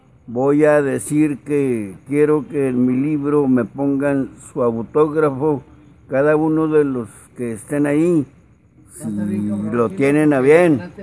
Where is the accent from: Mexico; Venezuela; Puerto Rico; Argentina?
Mexico; Salvatierra, Guanajuato; now in La Fama, Mexico; yo soy oriundo de Salvatierra, Guanajuato, avecindado en La Fama, Nuevo León, parte del área metropolitana de Monterrey.